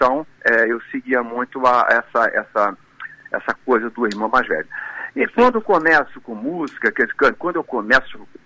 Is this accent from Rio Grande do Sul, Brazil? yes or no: no; Rio de Janeiro, Brazil; Mas a minha família toda é do Pará. Eu já sou carioca, mas meus pais são paraenses, tios e tudo